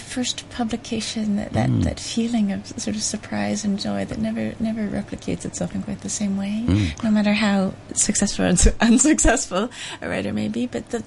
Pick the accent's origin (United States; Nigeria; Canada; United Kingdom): Canada; Well, I'm quite lucky. I'm Canadian